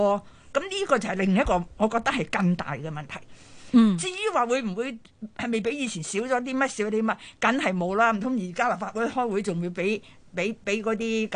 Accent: Hong Kong; 当然我们香港人看惯不是那么惯

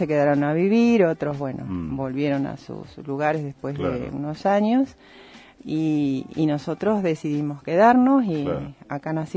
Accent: Bernal, Buenos Aires Province, Argentina; Yo soy de Bernal, provincia de Buenos Aires

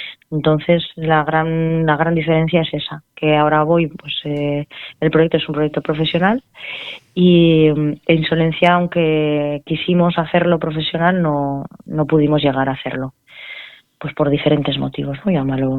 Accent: Alcorisa, Aragon, Spain; now in Alagón, Spain; Pues bueno, yo soy de Alcoriza, de Teruel, sí, pero ahora estoy en Alagón, en Zaragoza.

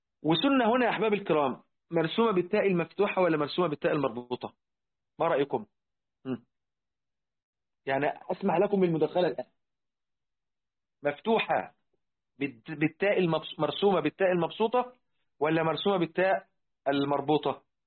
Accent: Egypt; احنا حتى عندنا في مصر الآن

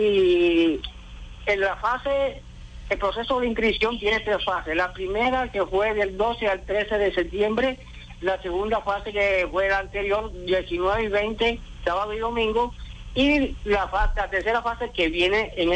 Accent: Venezuela; igual que como cualquier venezolano tenemos

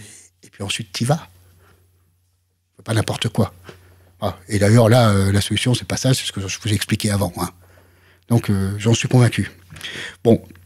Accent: France; mon travail, en tant que Français, c'est de faire pérenniser ça et de le développer pour les autres Français

